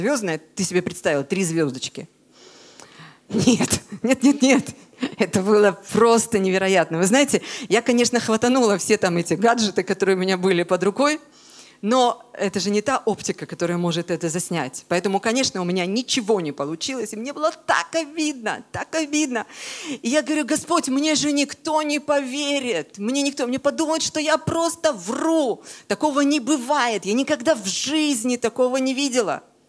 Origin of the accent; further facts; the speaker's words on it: Crimea, Ukraine; moved away as an adult; Я родилась в Крыму. Я в Крыму прожила 26 лет, и с тех пор каждый год я туда ездила, как минимум месяц каждый год я жила в Крыму.